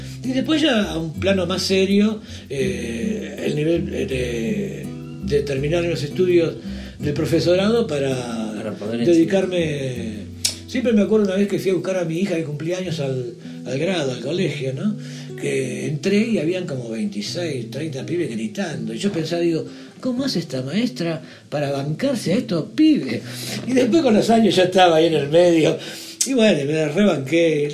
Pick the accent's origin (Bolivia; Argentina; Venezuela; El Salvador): Argentina; Y acá, bueno, por eso digo, acá por lo menos soy argentino